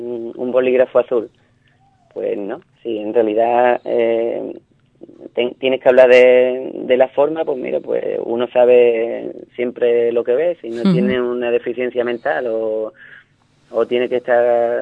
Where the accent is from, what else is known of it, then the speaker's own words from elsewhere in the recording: Ubrique, Andalusia, Spain; si me quiero definir como ubriqueño, como gaditano, como español, como europeo